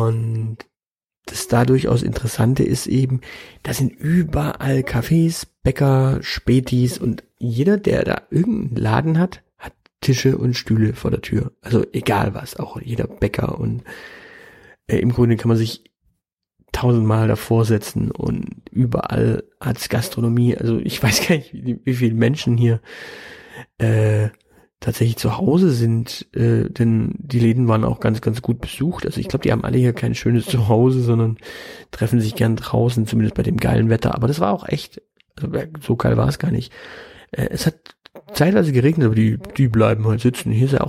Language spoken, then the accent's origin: German; Baden-Württemberg, Germany; war ich jetzt dann in Prenzlauer Berg als Schwabe